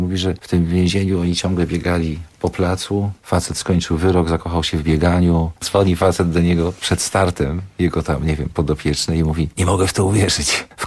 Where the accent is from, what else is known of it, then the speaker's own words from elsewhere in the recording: Legnica, Lower Silesian Voivodeship, Poland; to jest moje rodzinne miasto i to jest też taka historia, że kiedy ja w tej Legnicy się wychowywałem i poznałem już tą Legnicę na wylot